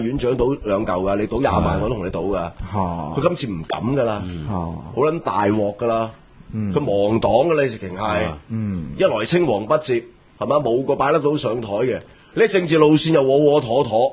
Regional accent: Hong Kong

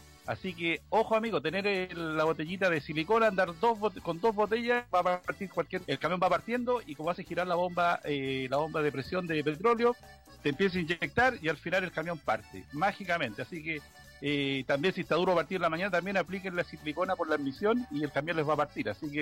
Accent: Chile; Entonces, como nosotros somos chilenos

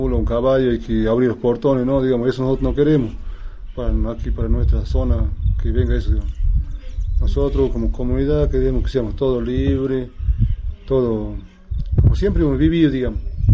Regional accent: Cachi, Salta, Argentina; soy nativo de Cachi, estoy en la comunidad de Yaguita Calchaquí en Las Trancas.

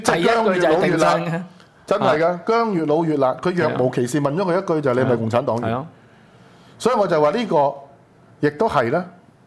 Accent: Hong Kong; 第一个落面的其实不是我们香港人

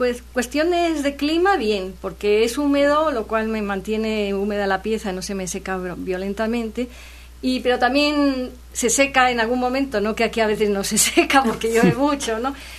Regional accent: Castile, Spain; also born or lived in Andalusia; now in Veracruz, Mexico; yo me eduqué luego ya en Castilla y tengo el carácter más castellano, porque a los 15 días de nacer me llevaron de allá

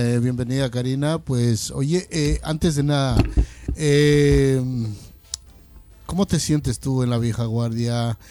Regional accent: Loja, Ecuador; yo soy de Loja, de allá, del sur.

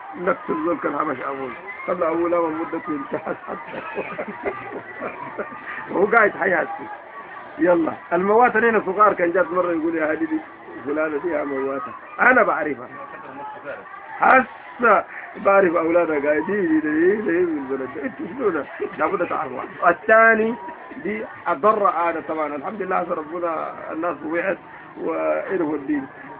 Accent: Sudan; ومن العادات الكعبة عندنا في السودان

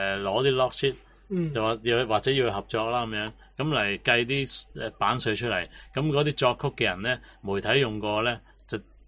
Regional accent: Hong Kong; 我覺得英國人喺我出世之後，佢冇刻意咁侮辱到我哋香港人。

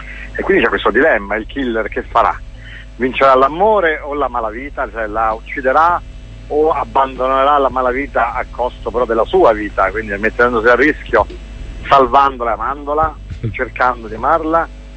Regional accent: Rome, Lazio, Italy; E abbiamo conosciuto meglio la città di Napoli, noi siamo romani

